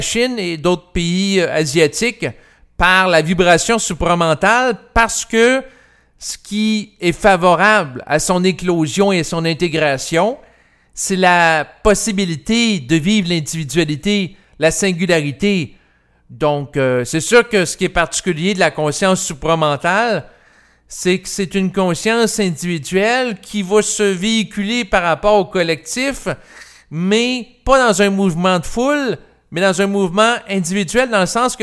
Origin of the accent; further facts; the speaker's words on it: Quebec City, Quebec, Canada; quand j'étais jeune, je vivais à Québec et j'allais à l'hôpital L'Enfant Jésus.